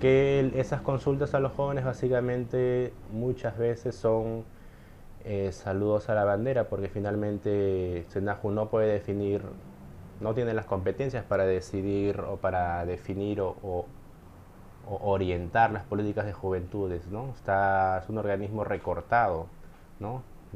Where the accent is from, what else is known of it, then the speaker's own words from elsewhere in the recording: Lima, Peru; soy de Lima, de padres migrantes, de Ayacucho y de la serranía de Lima.